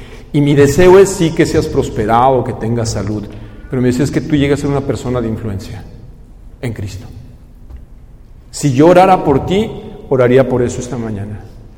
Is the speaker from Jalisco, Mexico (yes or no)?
yes; Guadalajara, Jalisco, Mexico; also born or lived in Mexico City; Yo crecí en la ciudad de Guadalajara, aunque no soy oriundo de Guadalajara. La mayor parte de mi vida la he vivido en Guadalajara.